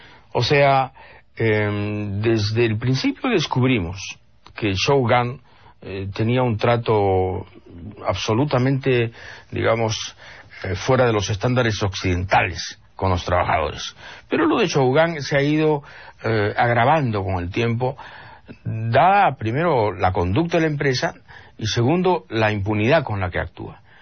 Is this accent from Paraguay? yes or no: no; Peru; como nosotros somos peruanos, muy astutos, muy inteligentes y sobre todo muy honestos